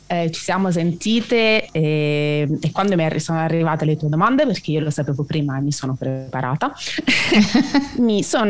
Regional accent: Abruzzo, Italy; essendo abruzzese

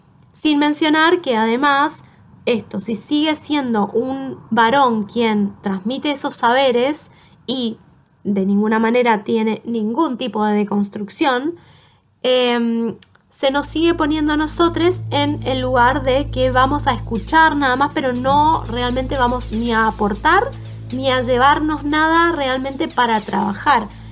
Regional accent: Mendoza, Argentina; now in Buenos Aires, Argentina; Yo soy oriunda de Mendoza y terminé estudiando arquitectura en la UBA. Aquí en Buenos Aires

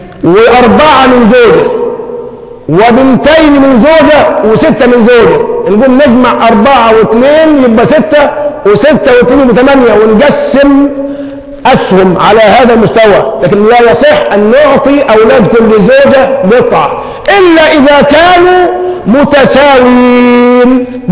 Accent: Egypt; اللهم حول حالنا كمصريين إلى أحسن حال

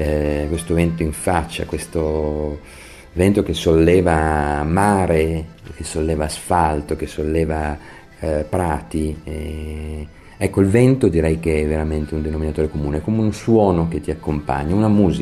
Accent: Turin, Piedmont, Italy; Io sono torinese, dei torinesi si parla spesso del loro understatement, della loro riservatezza.

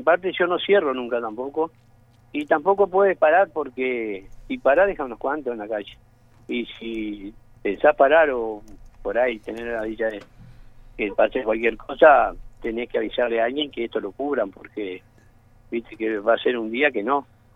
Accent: San Carlos, Maldonado, Uruguay; sí soy nacido y criado en San Carlos. Soy de la ciudad esta.

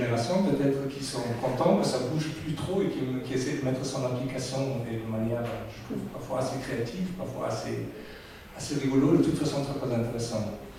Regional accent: Germany; French is a second language; quand je suis allemand

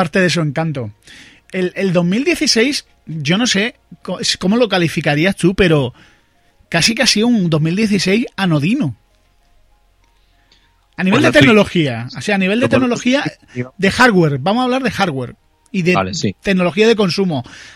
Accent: Andalusia, Spain; ¿Qué soy andaluz, no puedo.

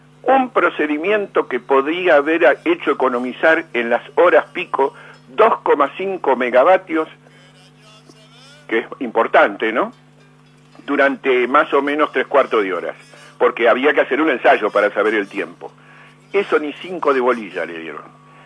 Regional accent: Argentina; Yo como argentino...

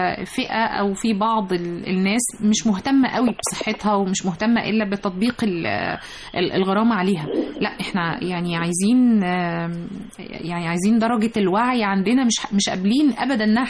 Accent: Egypt; مش إحنا بس كمصريين اللي بنتكلم عليها

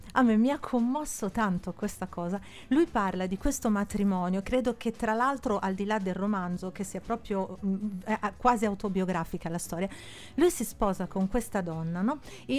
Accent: Florence, Tuscany, Italy; now in Milan, Italy; Io, ahimè, sono di Firenze, ma vivo a Milano.

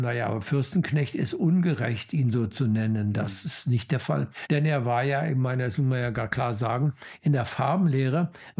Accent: Germany; Ja, ich bin Deutscher, was bin ich zunächst primär?

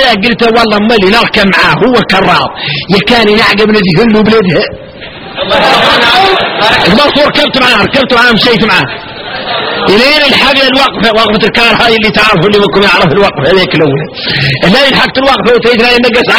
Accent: Mauritania; احنا احنا موريتاني كاملين

